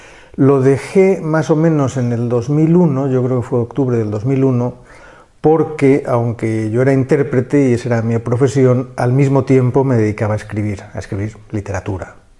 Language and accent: Spanish; Spain; soy un escritor español